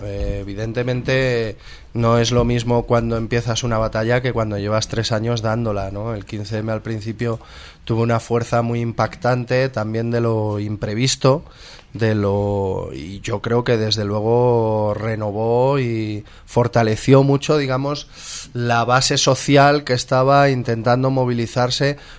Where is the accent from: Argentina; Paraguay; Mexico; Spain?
Spain; Móstoles, Community of Madrid; En mi pueblo, por ejemplo, en Móstoles, que el 15M sigue vivo y sigue funcionando